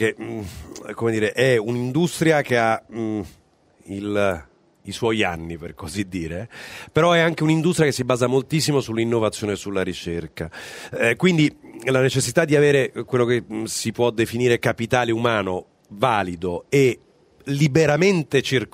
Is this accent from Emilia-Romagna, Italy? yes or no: no; Bevagna, Umbria, Italy; now in Milan, Italy; se i viaggi che mi faccio 6 volte all'anno per andare nel mio paese in Umbria, da Milano a Bevagna, che ci metto 5 ore